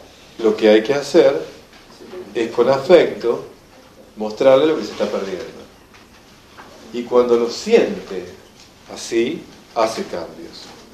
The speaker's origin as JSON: {"language": "Spanish", "country": "Argentina", "said": "Entonces, yo como llego como argentino allá, es más o menos como el Papa"}